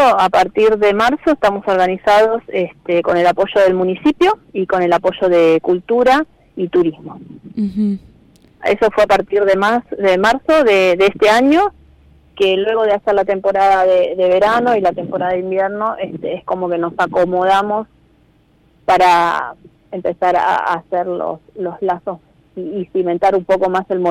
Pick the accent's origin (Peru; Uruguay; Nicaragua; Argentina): Argentina; Buenos Aires; now in Córdoba, Argentina; yo hace un año ya que estoy viviendo en Córdoba, soy de Buenos Aires.